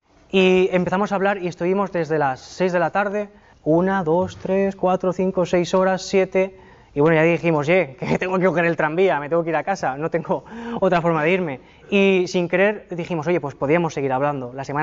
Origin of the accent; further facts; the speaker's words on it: Valencia, Valencian Community, Spain; pues a ver si en Valencia, que yo soy de Valencia